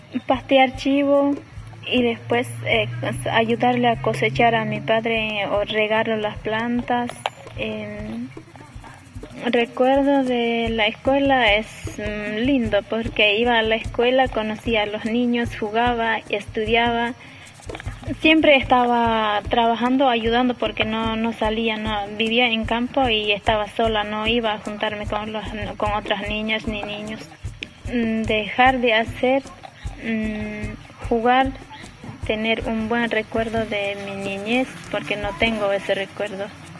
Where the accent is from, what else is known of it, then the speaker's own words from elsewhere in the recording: Bolivia; born there; tengo 27 años, nací en Bolivia.